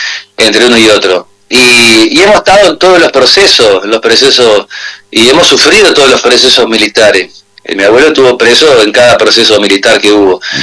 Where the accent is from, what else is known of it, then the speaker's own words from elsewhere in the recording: Concordia, Entre Ríos, Argentina; yo soy de Concordia, así como mi padre y fue mi abuelo, y mis hijos son de acá y seguramente mis nietos van a estar acá